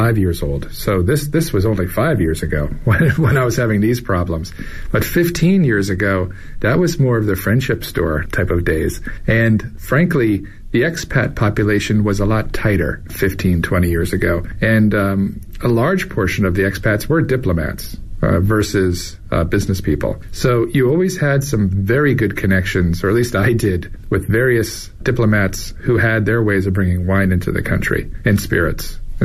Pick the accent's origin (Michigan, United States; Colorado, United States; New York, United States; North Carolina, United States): New York, United States; now in China; I am from New York originally, and I've been in Asia for 25 years